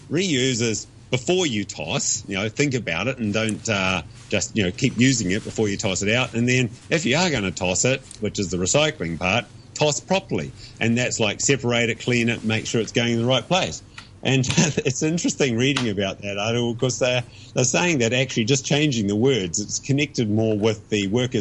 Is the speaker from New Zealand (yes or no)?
yes; New Zealand; now in Hong Kong; No drinkies this week, but can I do a sly promotion as a Kiwi?